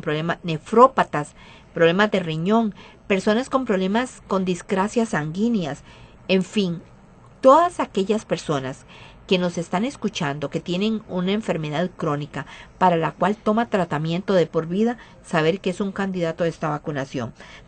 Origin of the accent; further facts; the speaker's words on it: Costa Rica; como buen tico que esperamos hasta el 30 de junio